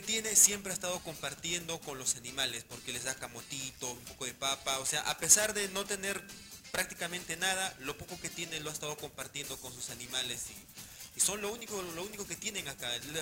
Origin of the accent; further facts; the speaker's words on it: Breña, Lima, Peru; Yo soy de Breña